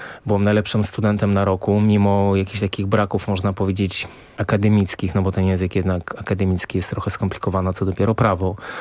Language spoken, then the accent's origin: Polish; Warsaw, Masovian Voivodeship, Poland; bo jesteśmy z Bielany, jakby tam mieliśmy mieszkanie, więc tam się wychowałem